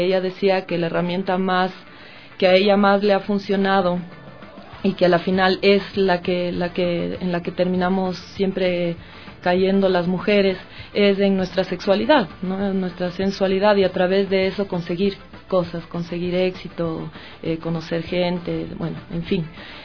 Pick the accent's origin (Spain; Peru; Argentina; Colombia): Peru; Chepén, La Libertad; Del norte, de cerca de Chiclayo, Chepén, es de la costa, la costa, ¿no?